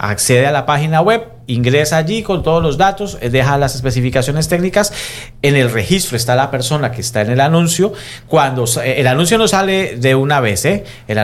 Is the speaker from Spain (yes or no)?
no; Colombia; Somos, como comunidad colombiana, somos en este momento el colectivo más grande en situación irregular.